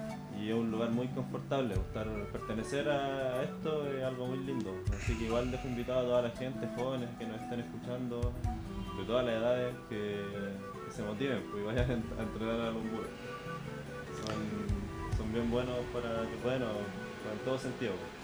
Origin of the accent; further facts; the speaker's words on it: Puente Alto, Santiago Metropolitan Region, Chile; soy de acá, de Puente, ya vivo hace muchos años en Puente Alto.